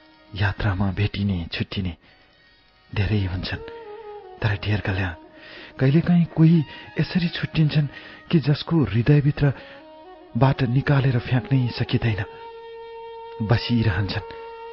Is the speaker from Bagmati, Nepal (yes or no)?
no; Lumbini Province, Nepal; born there; विक्रम सम्वत 2037 सालको कार्तिक महिनामा मेरो जन्म अर्घाखाँची जिल्लामा भएको हो।